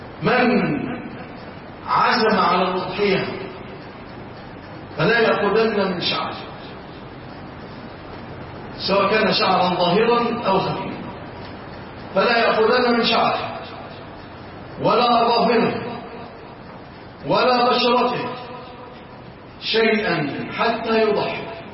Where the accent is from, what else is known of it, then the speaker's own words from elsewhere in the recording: Egypt; اللهم اجعل بلادنا مصر وسائر بلاد